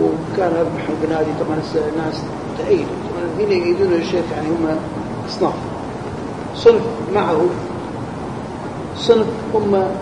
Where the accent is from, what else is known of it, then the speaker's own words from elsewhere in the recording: Kurdistan Region, Iraq; مثل عندنا في كردستان صار عندهم هذا الشيء رأسا فتح عليهم